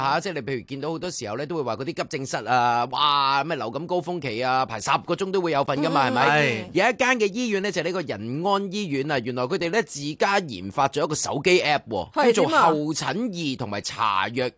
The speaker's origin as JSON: {"language": "Cantonese", "country": "Hong Kong", "said": "平時我哋香港人就話好鍾意排隊啦"}